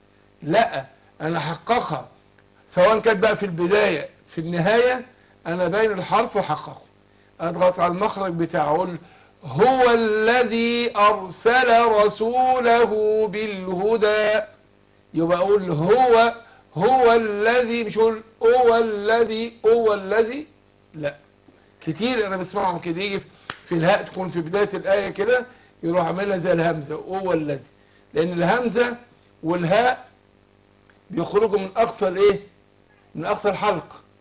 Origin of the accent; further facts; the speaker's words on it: Egypt; عارف في بعض حد من بعض المحافظات عندنا في مصر